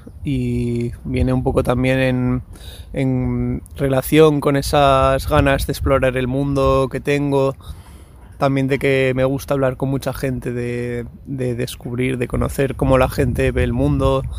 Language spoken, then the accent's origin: Spanish; Basque Country, Spain; también yo, como soy del País Vasco, he bebido mucha cultura punk.